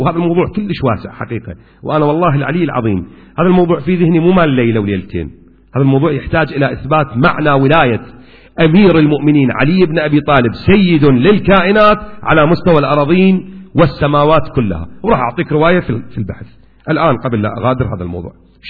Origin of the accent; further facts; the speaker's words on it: Kuwait; وإلى الآن أكو عرف موجود عندنا في الكويت